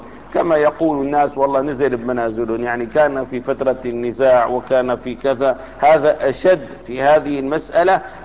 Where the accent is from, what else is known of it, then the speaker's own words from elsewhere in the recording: Damascus, Damascus Governorate, Syria; أنا من أهل دمشق، سافرت إلى حمص فأقمت فيها أسبوعا معينا